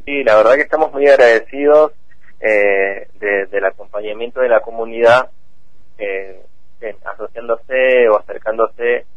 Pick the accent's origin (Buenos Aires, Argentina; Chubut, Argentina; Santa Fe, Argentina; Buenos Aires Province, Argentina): Chubut, Argentina; Cushamen; Hace 3 años que yo vuelvo a mi pueblo, a Cusamen